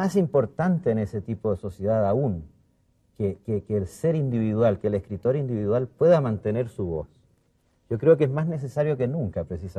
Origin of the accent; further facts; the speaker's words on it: Chile; yo soy el primer chileno que llega como diplomático